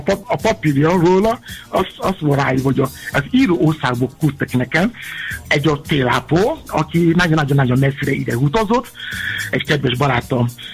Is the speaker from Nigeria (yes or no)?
yes; Nigeria; Hungarian is a second language; now in Hungary; Én is átéreztem, amikor gyerek voltam Nigériában, én is álltam sorba, korán reggel